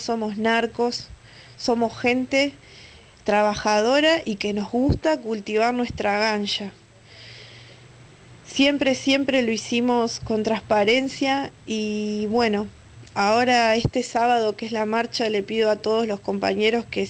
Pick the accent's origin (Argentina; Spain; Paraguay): Argentina; Mar de Ajó, Buenos Aires Province; born there; Yo soy nacida en Mar de Ajó